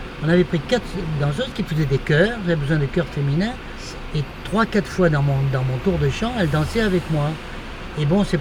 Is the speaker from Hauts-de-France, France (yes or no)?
no; Bordeaux, Nouvelle-Aquitaine, France; Je suis né à Bordeaux, j'ai vécu les 21 premières années de ma vie à Bordeaux.